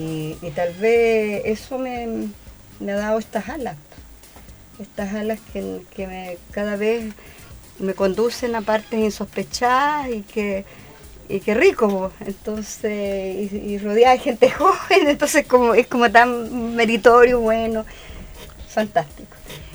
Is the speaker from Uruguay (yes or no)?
no; La Estrella, O'Higgins, Chile; ahí nacimos los 8 hermanos en La Estrella, mi tierra natal, vuelvo a reiterar.